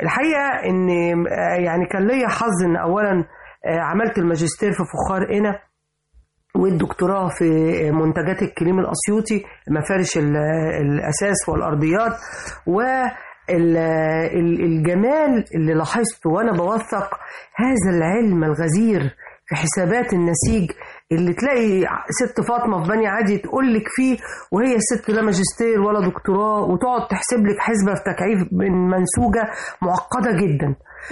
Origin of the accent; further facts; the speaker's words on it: Upper Egypt, Egypt; لما جيت اشتغل في الدراسات العليا انا بنت الصعيد